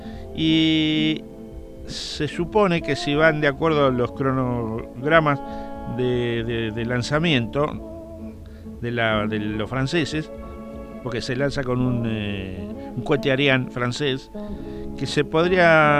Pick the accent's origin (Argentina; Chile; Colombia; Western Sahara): Argentina; Hoy he sido testigo de un hecho que me llena de mucho orgullo como argentino.